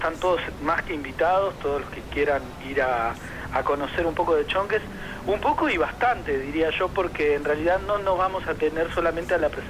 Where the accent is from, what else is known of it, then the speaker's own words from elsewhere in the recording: Río Gallegos, Santa Cruz, Argentina; Así es, somos de Río Gallegos, provincia de Santa Cruz.